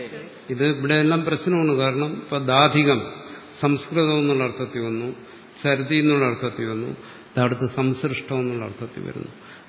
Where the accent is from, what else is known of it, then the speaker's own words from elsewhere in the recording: Kerala, India; അത് തന്നെ, ഞാനൊരു ലോക്കൽ മലയാളിയാ.